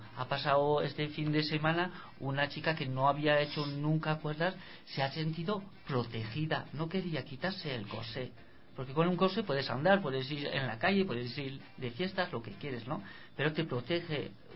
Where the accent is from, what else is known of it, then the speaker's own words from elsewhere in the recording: Nouvelle-Aquitaine, France; first language Basque; Spanish is a second language; now in Spain; yo fui a la escuela en Francia. Yeah. Hace solo 8 años que vivo lao español. Pero como mi pueblo toca 3 pueblos españoles, me siento tanto de un lado que del otro.